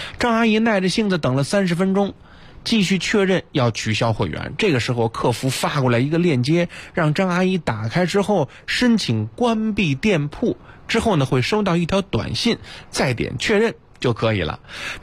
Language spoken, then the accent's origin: Chinese; Beijing, China; 这就是咱们北京人说隔辈人啊